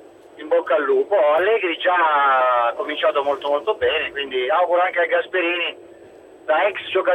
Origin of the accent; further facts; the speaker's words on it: Pescara, Abruzzo, Italy; Io sono pescarese